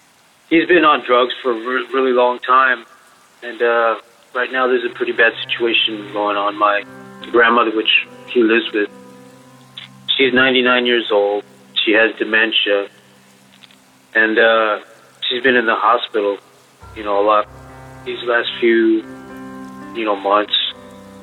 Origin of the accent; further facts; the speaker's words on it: Las Vegas, Nevada, United States; I'm from Las Vegas.